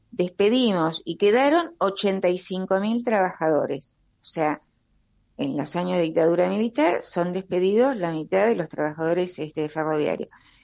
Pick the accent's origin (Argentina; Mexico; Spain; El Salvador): Argentina; Ingeniero White, Buenos Aires Province; Si lo vemos en mi pueblo de origen, Ingeniero Guay, un pueblo de ferroviarios y portuarios